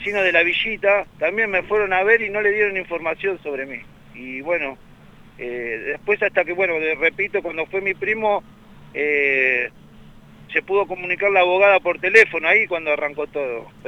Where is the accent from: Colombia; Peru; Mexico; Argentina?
Argentina; Banfield, Buenos Aires Province; Acá en Banfield, yo soy de Banfield